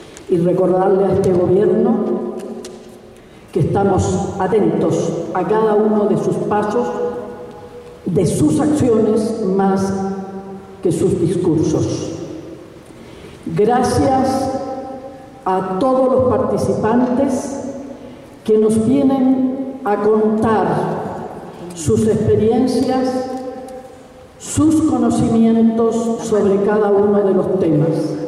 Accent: Chile; yo como chilena

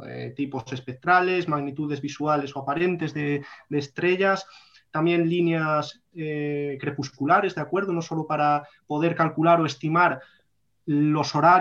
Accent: Castile and León, Spain; yo soy del norte de León, y allí el caldo, igual que aquí con los olivos y el aceite

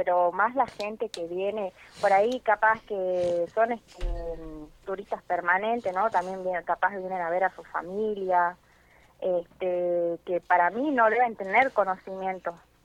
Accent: Salta, Argentina; now in Neuquén, Argentina; yo soy nacida en Salta, soy salteña, bueno, ahora hace ya va a ser 3 años que estoy acá en Neuquén.

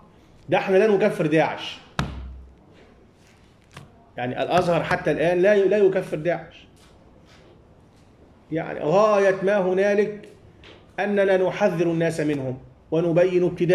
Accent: Egypt; قبل 2011 عندنا في مصر الشعب العادي عمومه ما كان يعرف

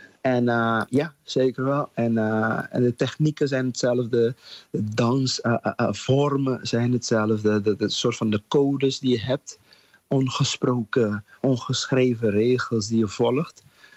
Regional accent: Curaçao; Maar vanuit Curaçao, waar ik vandaan kom, hebben we dat ook.

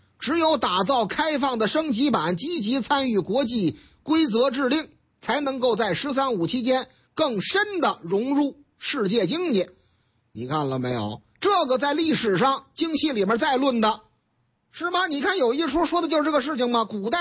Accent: Tianjin, China; 我们老家天津卫的事儿嘛，

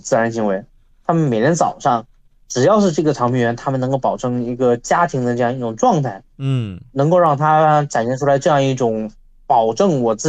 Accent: Wuhan, Hubei, China; also born or lived in Beijing; 我在北京待过我10年。虽然说我现在不在北京，但实际上我在北京实际上待过非常久。而北京动物园实际上是除了我家乡的武汉动物园之外，我逛过时间最长的一个动物园。

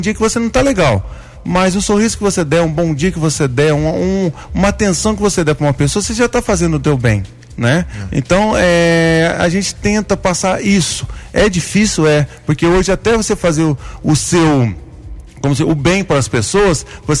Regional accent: Guaranésia, Minas Gerais, Brazil; born there; eu nasci aqui em Guaranésia mesmo, filho

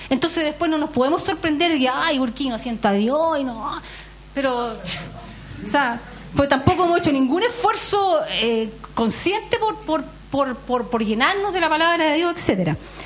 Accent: Chile; pensamiento y de conducta que tenemos por ser chilenos

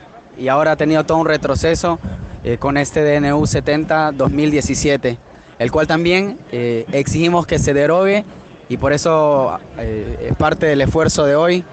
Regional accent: El Salvador; now in Argentina; soy salvadoreño de Centroamérica

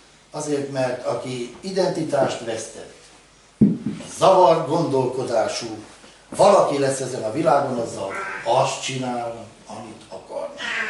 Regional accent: Hungary; Nem jól állunk mi magyarok.

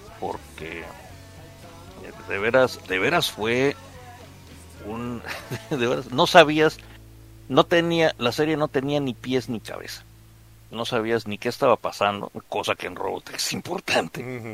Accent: Mexico; la primera cosa que uno aprende como otaku mexicano

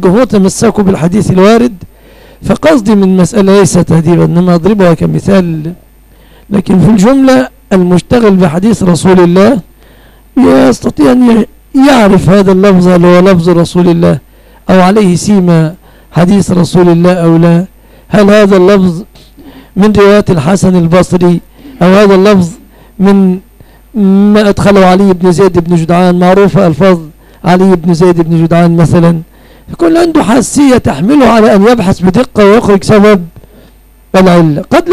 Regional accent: Egypt; أنا كمصريين نفد عليهم أن لا نميز

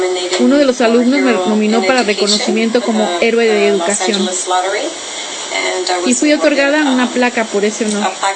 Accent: Los Angeles, California, United States; Cuando yo me crié en Boyle Heights, no había dónde ir para estudiar teatro.

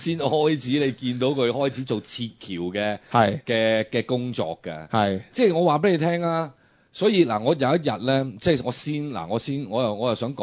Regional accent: Hong Kong; 佢又唔似得我哋香港人嗰啲港資廠，譬如好似我呢啲咁咧

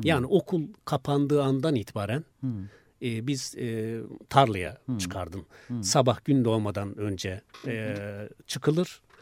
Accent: Konya, Turkey; Bizim köy tam Konya-Isparta sınırındadır aslında.

